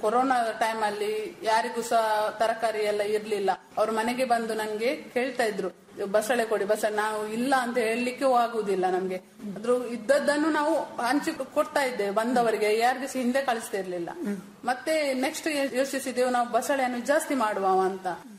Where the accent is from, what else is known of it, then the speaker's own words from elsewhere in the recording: Alape, Karnataka, India; ಅದಕ್ಕೋಸ್ಕರ ನಾವು ಈಚೆ ನಮ್ಮ ಊರಿಗೆ, ನನ್ನ ತಾಯಿ ಮನೆ ಇಲ್ಲಿ ಅಳಪೆ, ಅಳಪೆಗೆ ನಾವು ಶಿಫ್ಟ್ ಆದೆವು.